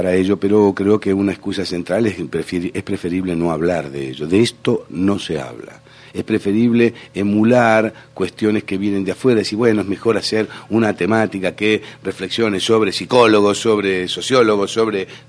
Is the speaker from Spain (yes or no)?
no; Argentina; Y si no, son los chilenos y somos los argentinos.